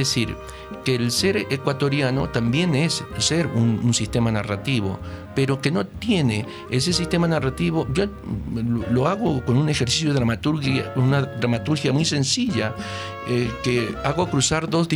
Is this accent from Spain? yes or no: no; Argentina; Yo soy argentino.